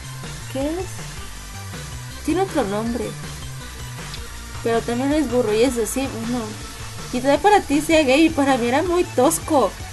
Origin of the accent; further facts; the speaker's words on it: Mexico; no sé si por acá exista eso, yo soy de México